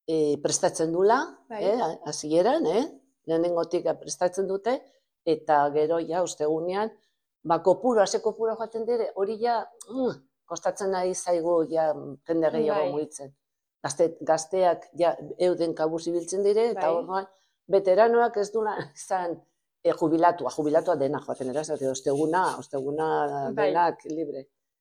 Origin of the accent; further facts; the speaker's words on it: Portbou, Catalonia, Spain; now in Barcelona, Spain; hazi ginen Portbouten, eta bueno, a ber, noiz arte. Gaude orain Bartzelona aldea.